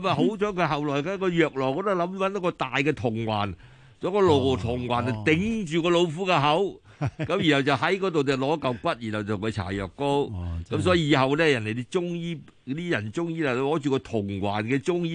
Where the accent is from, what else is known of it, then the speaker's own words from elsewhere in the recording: Guangdong, China; 因为我哋广东人就成日讲残鸡。